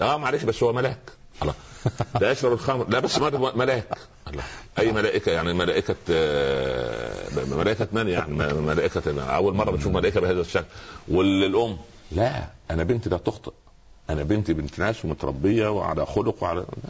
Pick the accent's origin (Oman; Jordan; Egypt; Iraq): Egypt; Upper Egypt; حتى عندنا في الصعيد اسمه سخل برضه.